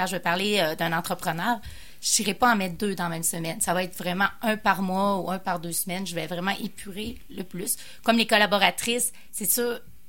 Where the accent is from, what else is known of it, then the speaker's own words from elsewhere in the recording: Quebec, Canada; ben moi je viens de Charlevoix, hein, tu fais donc ben simple.